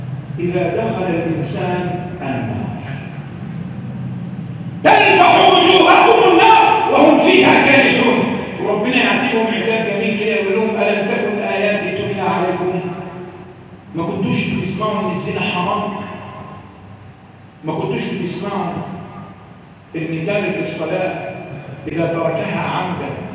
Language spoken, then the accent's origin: Arabic; Egypt; اللهم احفظ بلادنا مصر من كل مكروه وسوء